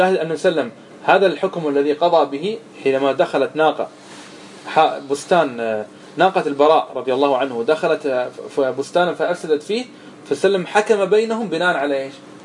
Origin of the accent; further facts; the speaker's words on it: Qatar; وعندنا في قطر نسلم فقط من جهة واحدة